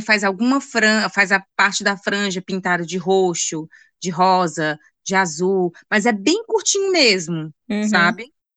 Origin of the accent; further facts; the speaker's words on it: Ceará, Brazil; porque a gente é cearense e é reparador mesmo